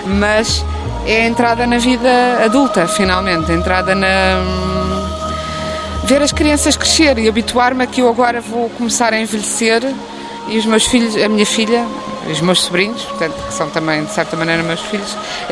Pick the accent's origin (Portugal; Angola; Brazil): Portugal; Tomar, Centro; also born or lived in Coimbra; Eu agora digo que nasci em Tomar desde que a minha avó morreu, ao menos para lhe fazer essa homenagem. Eu nasci em Coimbra, porque não havia maternidade em Tomar.